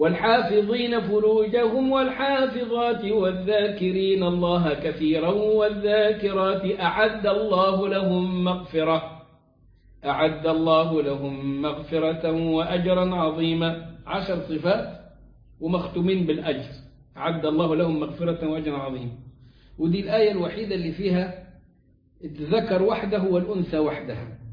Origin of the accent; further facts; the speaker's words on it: Egypt; عندنا في مصر في الصعيد